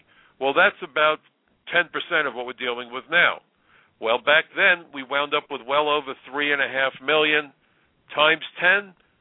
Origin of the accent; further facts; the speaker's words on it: New York, United States; because I'm a New Yorker.